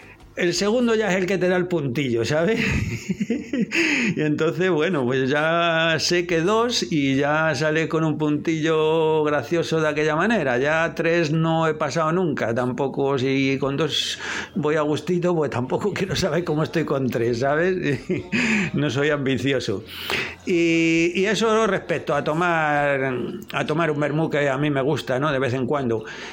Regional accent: Madrid, Community of Madrid, Spain; Pero yo soy de Madrid y en Madrid, pues también hacemos lo mismo, ¿no?

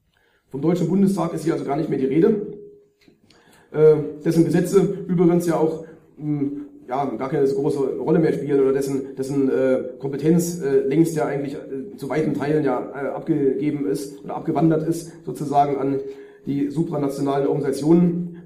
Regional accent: Germany; neigen wir so ein bisschen als Deutsche durch die eigene nationale Brille dazu, das sehr stark eben auf diese deutsche Thematik alles zu beziehen.

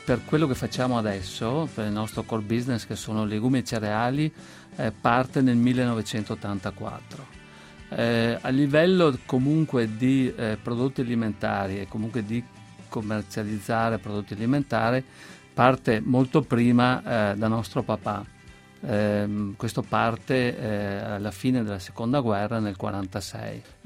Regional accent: Veneto, Italy; noi siamo veneti, i legumi sono soprattutto i fagioli e sono usati molto

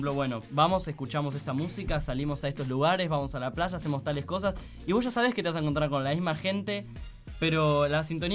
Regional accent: Argentina; Nosotros como país, Argentina, bueno, está bien.

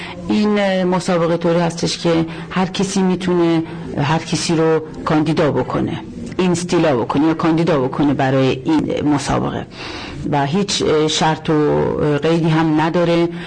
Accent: Iran; now in Aarhus, Denmark; به عنوان یک خارجی، به عنوان یک ایرانی باعث افتخار هست

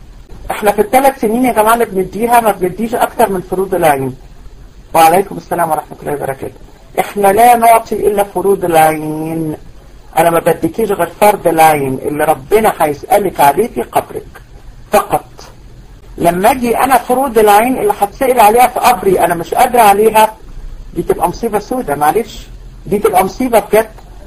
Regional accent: Egypt; احنا كميه موت الفجأة اللي بقت عندنا في مصر غير طبيعيه

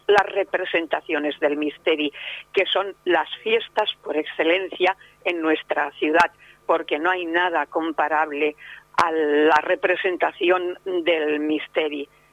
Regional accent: Elche, Valencian Community, Spain; also born or lived in Monóvar; nací en Monóvar, pero claro, toda mi vida ha pasado en Elche, en la ciudad de las palmeras

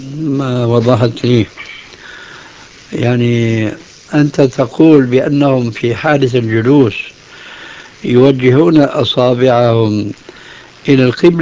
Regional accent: Syria; وهكذا عندنا في سوريا أيضا يقولون الذال لزينة.

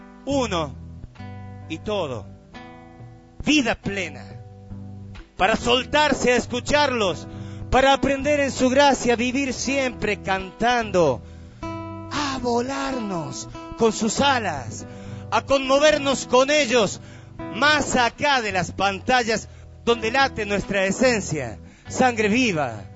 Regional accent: Villa Dolores, Córdoba, Argentina; En el lugar de donde yo vengo, que es un barrio de Villa Dolores, hace algunos añitos atrás era bastante monte. Yo me he criado jugando en el monte

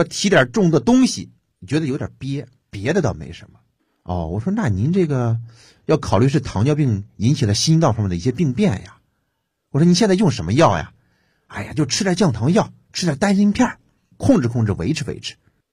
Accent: China

